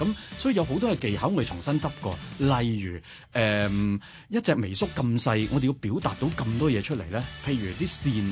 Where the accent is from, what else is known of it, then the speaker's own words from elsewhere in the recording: Hong Kong; 呢個其實最難到我哋香港人嘅，因為香港就算我想揾都唔多人做過呢樣。